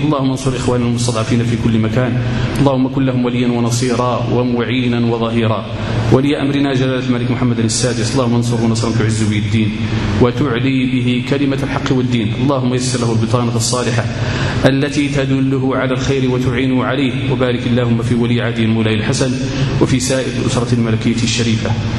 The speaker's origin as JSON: {"language": "Arabic", "country": "Morocco", "said": "احنا عندنا في المغرب نيت الآن اللغة فين في المخرى دابا الآن عندنا احنا اللي تنقولوا احنا"}